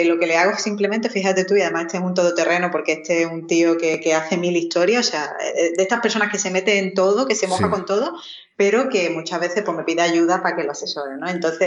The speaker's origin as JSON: {"language": "Spanish", "town": "Málaga", "region": "Andalusia", "country": "Spain", "said": "Si es que yo soy malagueña y a mí se me nota"}